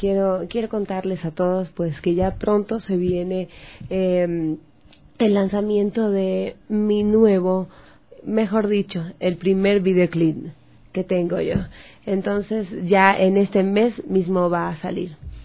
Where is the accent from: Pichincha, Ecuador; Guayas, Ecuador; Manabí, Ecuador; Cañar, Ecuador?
Manabí, Ecuador; me gusta muchísimo … Y por qué no grabarlo si yo me siento tan orgullosa de mi tierra.